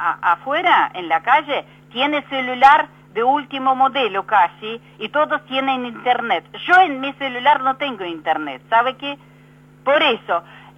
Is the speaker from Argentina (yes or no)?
yes; Argentina; por más que soy argentina, con experiencia de vivir en otro mundo, en otro país con comunistas y todo